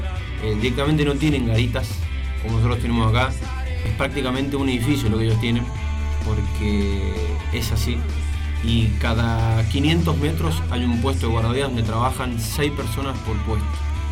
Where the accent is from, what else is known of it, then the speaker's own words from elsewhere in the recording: Argentina; moved away; porque yo me esperaba que me dijeran que no, por ser argentino, por no tener el curso de ellos